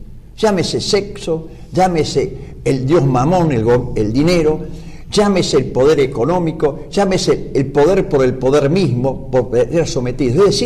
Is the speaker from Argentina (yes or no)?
yes; Argentina; como ciudadanos argentinos, permanecer indiferentes a esto.